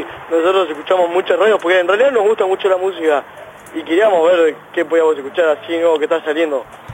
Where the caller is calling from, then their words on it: Temperley, Buenos Aires Province, Argentina; de Temperley.